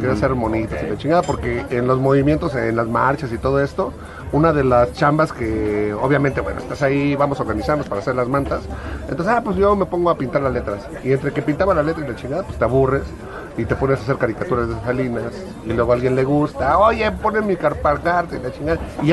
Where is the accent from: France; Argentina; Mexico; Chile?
France; francés, ¿sí? Sí. Y los franceses saben quedar muy bien